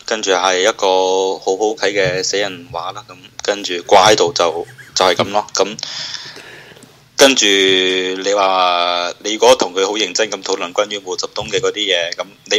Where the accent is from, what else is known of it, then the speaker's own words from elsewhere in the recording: Guangzhou, Guangdong, China; 如果系我哋广州人。我哋喺平時傾偈，我哋唔識打繁體字噶嘛